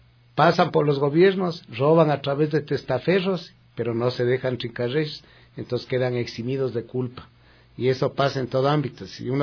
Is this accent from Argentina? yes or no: no; Quito, Pichincha, Ecuador; algunos dicen que soy quiteño de cepa. Sepa usted que yo no soy quiteño de cepa. Mi mamacita es de Toacaso. Mi papá, que en paz descanse, era de Ambato.